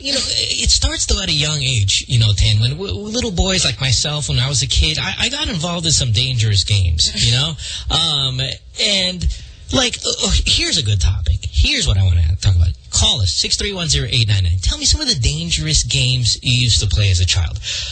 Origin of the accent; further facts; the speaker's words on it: Central Luzon, Philippines; Growing up in Bulacan, And in Bukawi, where we're from, we have a lot of fireworks.